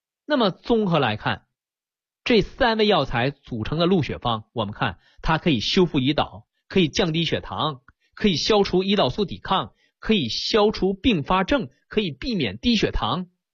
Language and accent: Chinese; China; 我们中国人像我小的时候拌糖水，我用筷子，是不是一个道理？